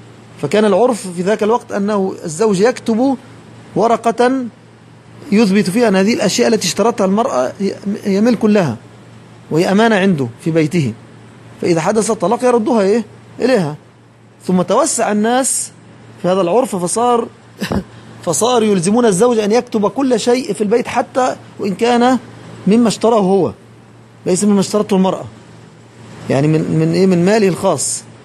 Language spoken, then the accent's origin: Arabic; Egypt; وهذا يحدث ويتكرر عندنا في مصر